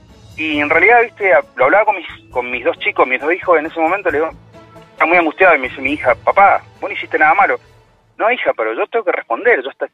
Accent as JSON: {"language": "Spanish", "region": "Mendoza", "country": "Argentina", "said": "Yo soy de Mendoza. Y bueno, trabajo en el rubro inmobiliario."}